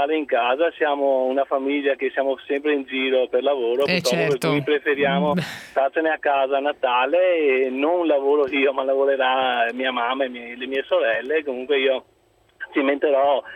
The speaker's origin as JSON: {"language": "Italian", "town": "Treviso", "region": "Veneto", "country": "Italy", "said": "io da buon trevigiano sono legato al tiramisù"}